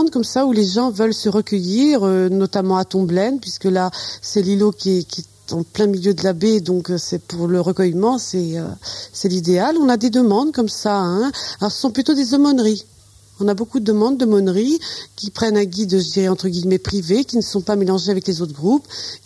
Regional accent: Genêts, Normandy, France; also born or lived in Avranches; De Genet. Je suis née à Avranches et j'ai passé toute mon enfance à Genet.

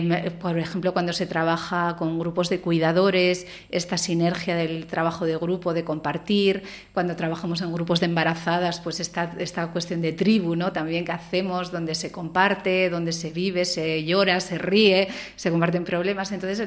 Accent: Gijón, Asturias, Spain; yo, por la vida, pues yo me volví a Gijón, que es de donde yo soy

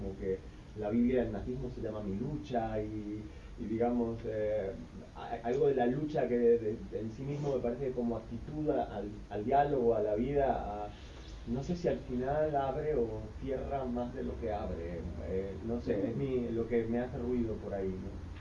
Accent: Argentina; soy argentino

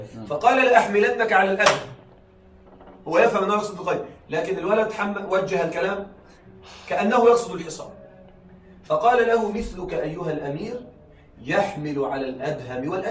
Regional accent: Egypt; عندنا في مصر يقولون الرسالة تفهم من العنوان

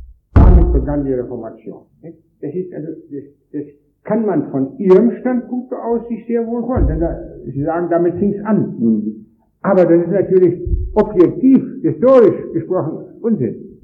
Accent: Wrocław, Lower Silesian Voivodeship, Poland; und in meiner Heimat Breslau

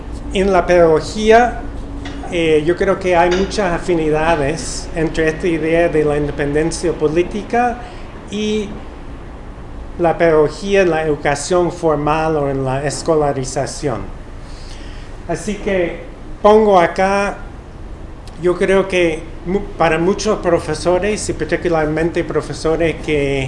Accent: Wisconsin, United States; Spanish is a second language; mi abuelo maternal trabajaba toda su vida en las fábricas en mi pueblo, en el estado de Wisconsin

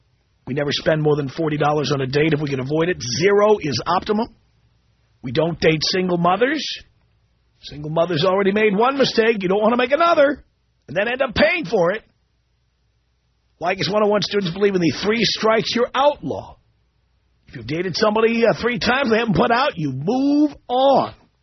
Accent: New York City, New York, United States; now in Los Angeles, United States; I don't think of myself as a New Yorker. I've been gone from New York for 25 years.

